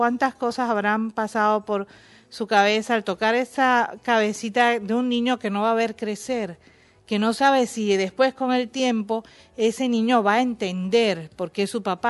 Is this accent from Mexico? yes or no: no; Cuba; vivimos una infancia, una juventud muy tranquila, muy normal, muy cubana, con las mismas carencias y con las mismas cosas lindas de mi pueblo. Y crecimos así.